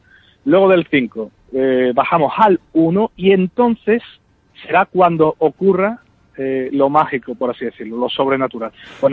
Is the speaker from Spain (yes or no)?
yes; Seville, Andalusia, Spain; Esta palabra a los que somos de aquí de Sevilla nos cuesta un poquito, pero bueno.